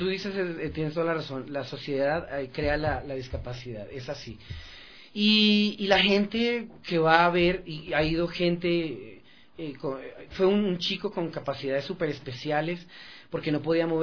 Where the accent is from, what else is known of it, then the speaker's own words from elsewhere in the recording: Colombia; moved away; yo soy de Colombia, pero llevo 11 años viviendo aquí, y en Colombia sí se veían esos casos.